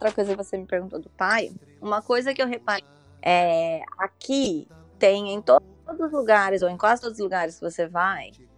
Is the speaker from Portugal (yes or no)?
no; São Paulo, Brazil; Porque eu sou de São Paulo, meus pais moram lá.